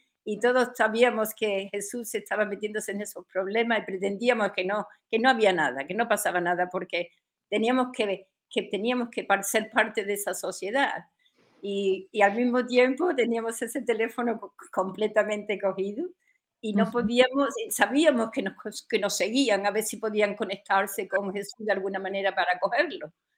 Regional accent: Spain; moved away as an adult; now in London, United Kingdom; yo me vine a Londres también en el 69, y me fui de España porque no aguantaba más todo lo que estaba pasando

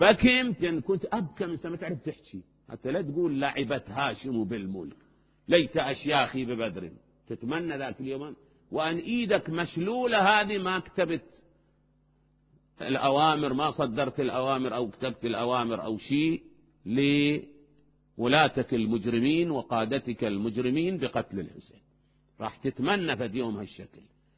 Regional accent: Najaf, Najaf Governorate, Iraq; بينما باب الولاية عندنا بالنجف إجا ما أدري وزير

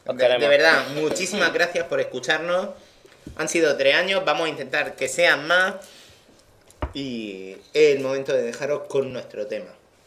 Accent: Region of Murcia, Spain; Somos murcianos, nos gusta el limón.

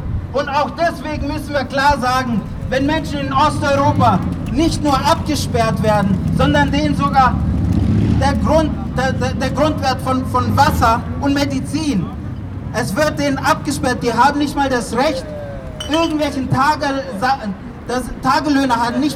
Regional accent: Freiburg, Baden-Württemberg, Germany; also born or lived in Prizren, Kosovo; Ich komme nämlich aus Freiburg, da bin ich aufgewachsen. Geboren bin ich in Kosovo, in Prizren.

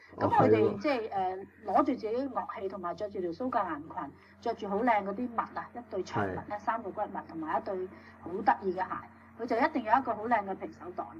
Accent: China; 但是我哋中國人咧都不忘將呢段歷史係寫去

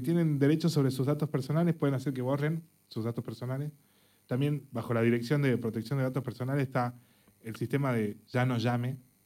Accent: Argentina; Como argentinos estamos en el derecho de pedir que borren nuestros datos de las bases de datos.

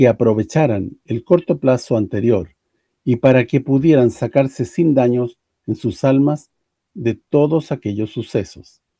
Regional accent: Sicily, Italy; Esto es lo que me queda por hacer en mi tierra, en Sicilia.

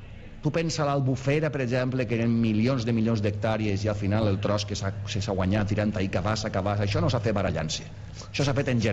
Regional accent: Sueca, Valencian Community, Spain; són de Sueca, són el meu poble.

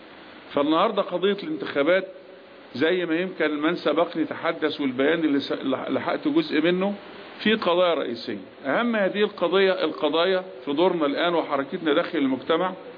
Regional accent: Egypt; إحنا بنسترد كمصريين جزء من إرادتنا

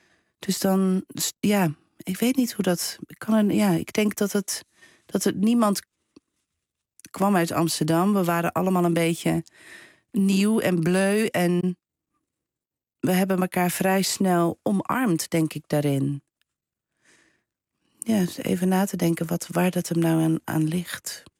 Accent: Belgium; now in Netherlands; ik kwam dan uit België

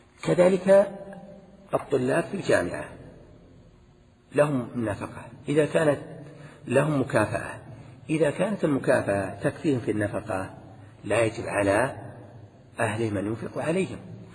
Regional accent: Al-Qassim, Saudi Arabia; من العرف الذي عندنا أن نقول عندنا في القصيم

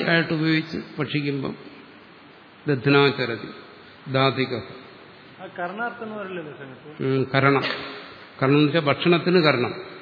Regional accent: Kerala, India; അത് തന്നെ, ഞാനൊരു ലോക്കൽ മലയാളിയാ.

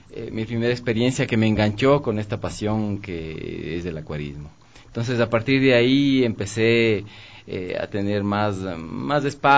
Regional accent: Quito, Pichincha, Ecuador; lo mío fue hace muchísimos años, creo que como bastantes quiteños.

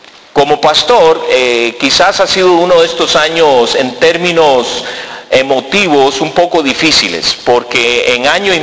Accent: Costa Rica; now in United States; pues soy tico, nací aquí en Tiquicia y más tico que el gallo pinto, como decimos, ¿verdad?

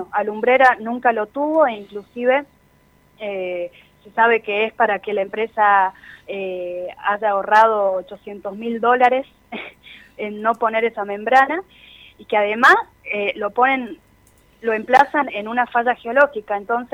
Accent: Catamarca, Argentina; Soy de la ciudad de Catamarca. Sí.

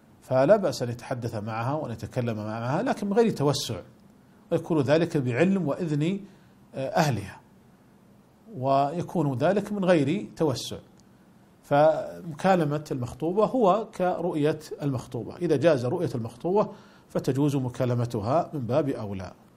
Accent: Saudi Arabia; ولذلك كانت قديما عندنا في المملكة العربية السعودية ما كانت تسمى صورا

